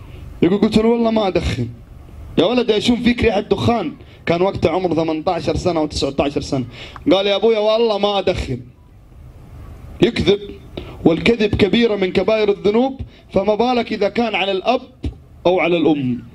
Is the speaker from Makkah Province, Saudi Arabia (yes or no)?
yes; Jeddah, Makkah Province, Saudi Arabia; في شارع تفحيط عندنا في جدة